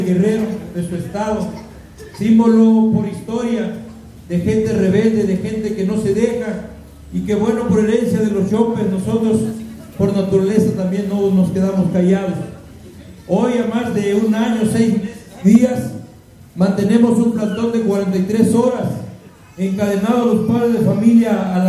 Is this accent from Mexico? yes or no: yes; Mexico; como mexicanos corremos el mismo riesgo donde quiera que estemos parados.